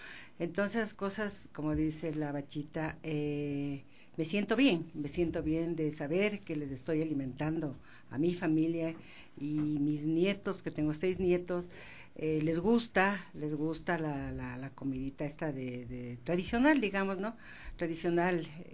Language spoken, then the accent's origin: Spanish; Riobamba, Chimborazo, Ecuador; Primero, nosotros somos de Riobamba.